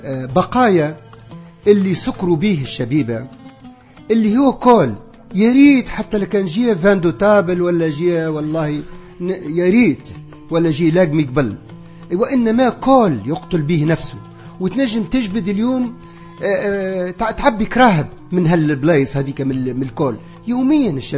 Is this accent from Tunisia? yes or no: yes; Souk El Had, Tunisia; أنا في قريتي في سوق الحد